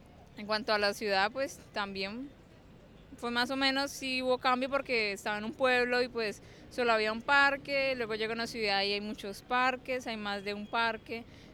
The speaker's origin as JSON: {"language": "Spanish", "region": "Norte de Santander", "country": "Colombia", "tie": "born or raised there", "moved": "yes", "said": "yo soy de norte de Santander y allá del pueblo, el pueblo donde yo nací, está en medio de montañas, literales en medio, usted por donde ve son montañas, totalmente rodeado. Entonces yo como hasta los 6 años, yo vivía en un espacio en el cual yo solo veía montañas"}